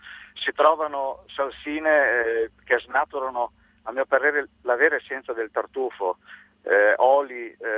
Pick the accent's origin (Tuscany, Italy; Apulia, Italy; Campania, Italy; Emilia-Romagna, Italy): Emilia-Romagna, Italy; Ferrara; io sono ferrarese, nella mia zona c'è una manifestazione